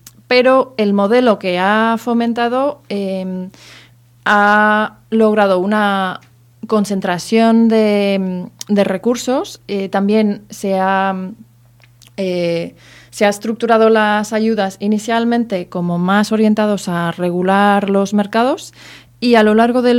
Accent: United States; Pues yo vengo de los Estados Unidos que hemos visto eso en bastante evidencia.

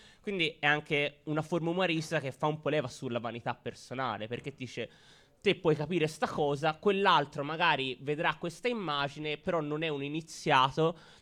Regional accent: Florence, Tuscany, Italy; born there; siamo qui a Firenze, siamo nati a Firenze o comunque qui dintorno

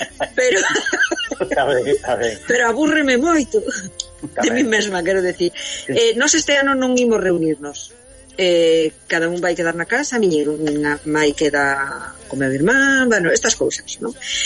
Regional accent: Carril, Galicia, Spain; Eu son de Carril, por lo tanto, as ameixas sabedes que o marisco estrena.

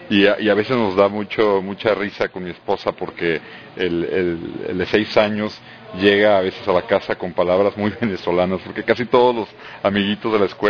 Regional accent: Mexico; Yo soy mexicano, si es que no se me ha notado por el acento aún, y trabajo en Microsoft hace 10 años. Primero estuve 4 años en México

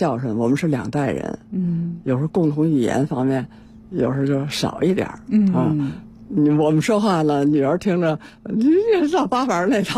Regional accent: Tianjin, China; 我们的故乡在天津啊

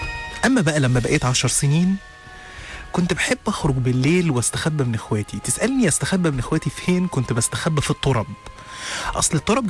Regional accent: Upper Egypt, Egypt; أنا اتولدت وعشت في الصعيد من مواليد إيدين الست الداية أم حسن في 12/2 سنة 1985.

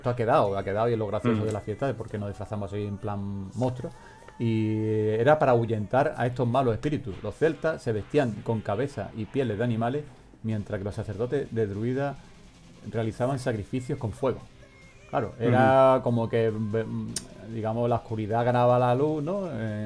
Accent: Málaga, Andalusia, Spain; Yo soy de Málaga, de Portarta, ¿sabes? Ahí me he criado yo en Portarta.

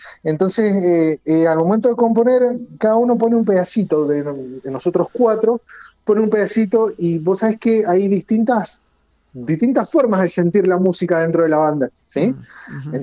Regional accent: Guaymallén, Mendoza, Argentina; Somos casi todos de Guaymallén, pero nuestro vocalista es de Maipú

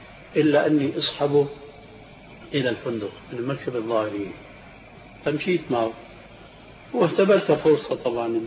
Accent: Syria; بيحكوا النكتة عندنا في الشام

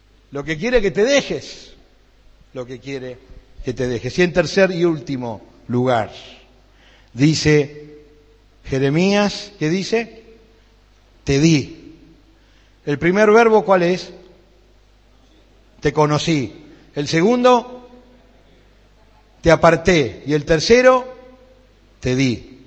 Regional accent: Buenos Aires, Argentina; Allá yo cuando éramos pibes en Buenos Aires, tomamos el colectivo

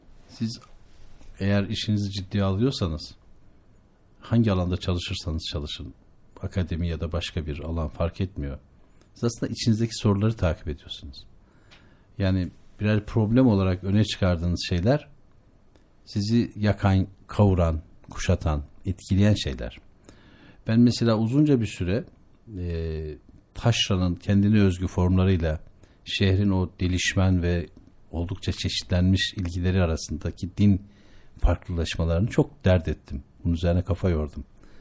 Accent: Şavşat, Artvin, Turkey; Ben Şavşatlıyım, Artvin Şavşatlıyım. Artvin Şavşat, Karaağaç Köyü.

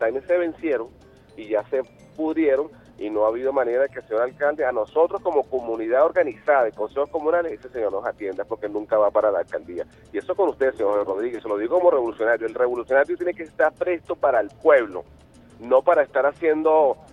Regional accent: Venezuela; Entonces, no es que nosotros como venezolanos, revolucionarios, no creamos en las acciones

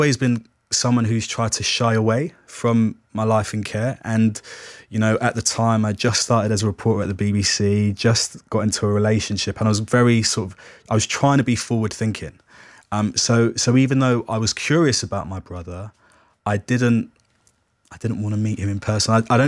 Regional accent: London, United Kingdom; I grew up in care in South London. I lived with four different foster families, and also I spent time in a residential care home.

